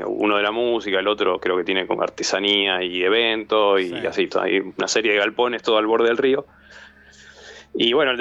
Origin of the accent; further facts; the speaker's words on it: Rosario, Santa Fe, Argentina; nosotros somos todos de Rosario